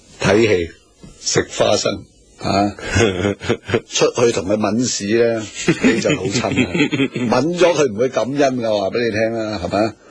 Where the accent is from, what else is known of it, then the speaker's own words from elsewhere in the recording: Hong Kong; 你唔好理我香港人就係同唔好理香港人淨係同你